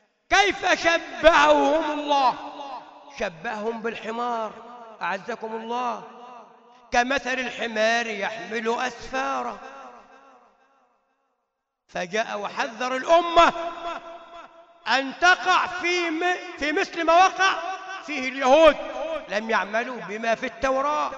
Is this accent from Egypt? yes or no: yes; Upper Egypt, Egypt; عندنا في الصعيد كنا نسميها تفكيرة الجمعة